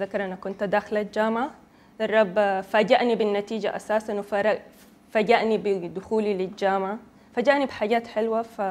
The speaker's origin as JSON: {"language": "Arabic", "country": "Sudan", "tie": "born there", "said": "انا من مواليد السودان. يعني سودانية بيقولوا لنا مواليد عشان ما عندنا قبيلة بننتمي لها، احنا اصولنا بتكون حاجة تانية، يعني ممكن يكونوا مغاربة او مصريين"}